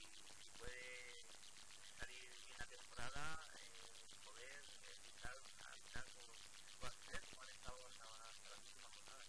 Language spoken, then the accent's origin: Spanish; Salamanca, Castile and León, Spain; now in Elche, Spain; sí que voy a vivir en Elche porque yo como soy de Salamanca